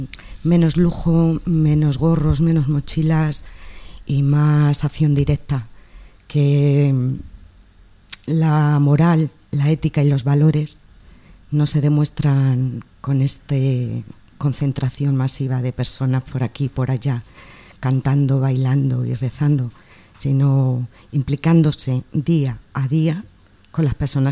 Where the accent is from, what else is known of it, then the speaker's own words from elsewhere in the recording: Spain; mis vecinos, la mayoría somos españoles, rumanos y magrebís.